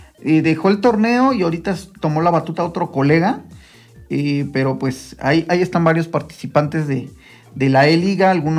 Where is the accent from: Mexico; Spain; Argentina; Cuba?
Mexico; todos somos mexicanos.